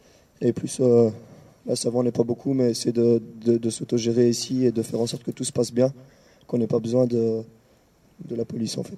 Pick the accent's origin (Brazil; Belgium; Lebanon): Belgium; Liège, Wallonia; moi je suis de Liège, je suis pas de Bruxelles, je serai pas là tout le temps.